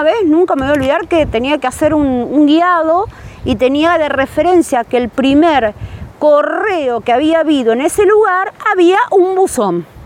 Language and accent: Spanish; Tigre, Buenos Aires Province, Argentina; soy de Tigre también